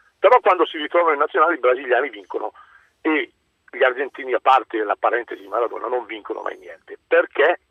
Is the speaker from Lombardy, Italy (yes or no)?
yes; Bergamo, Lombardy, Italy; Sono bergamasco